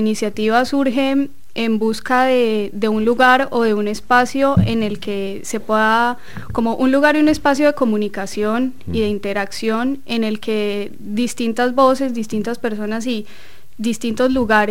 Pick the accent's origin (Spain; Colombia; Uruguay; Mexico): Colombia; now in Argentina; siendo colombianos, somos muchos los colombianos que estamos acá en Argentina